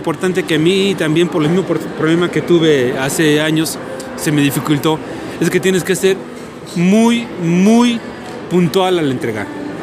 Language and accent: Spanish; Mexico; Yo soy mexicano, estoy en México, no los veo muy frecuentemente.